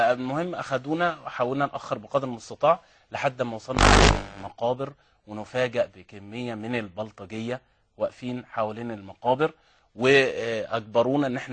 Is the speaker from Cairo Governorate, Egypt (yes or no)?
no; Alexandria, Alexandria Governorate, Egypt; الفراعنة عندنا في اسكندرية